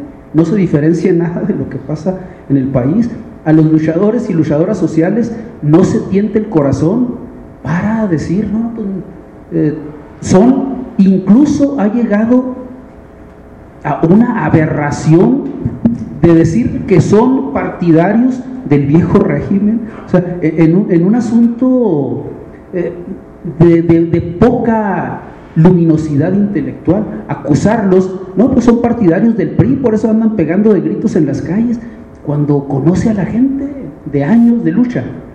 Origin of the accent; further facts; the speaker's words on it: Chihuahua, Mexico; Como venimos de Chihuahua, y como hubo una alternancia política, alguna gente creyó que se solucionaban los problemas